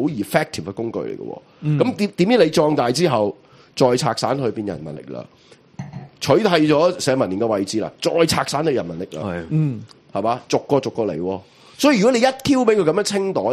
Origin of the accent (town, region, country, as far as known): Hong Kong